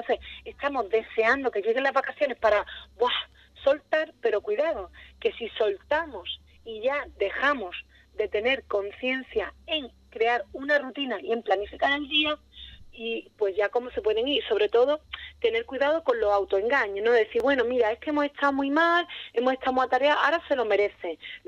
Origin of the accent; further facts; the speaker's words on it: Ubrique, Andalusia, Spain; hombre, soy de Ubrique, conozco muy bien cómo es la circunstancia